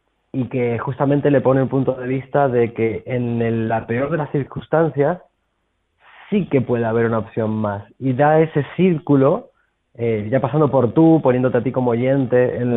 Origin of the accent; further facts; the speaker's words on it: Argentina; now in Barcelona, Spain; Sí, yo soy argentino.